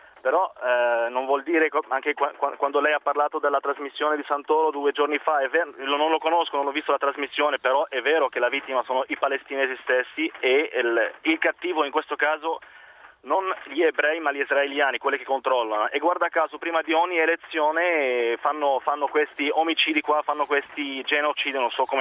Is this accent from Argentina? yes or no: no; Beirut, Beirut Governorate, Lebanon; Italian is a second language; now in Milan, Italy; Sono del Libano, Beirut, e sono qui in Italia da 7 anni.